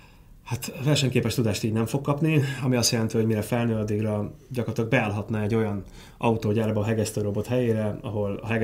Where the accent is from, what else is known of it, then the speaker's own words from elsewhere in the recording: Hungary; de igazából én szeretek magyar lenni, mert ez egy gyönyörű nyelv, egy gyönyörű ország